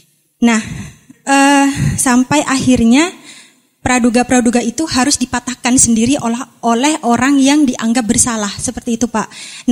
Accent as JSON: {"language": "Indonesian", "town": "Malang", "region": "East Java", "country": "Indonesia", "said": "saya dari Malang."}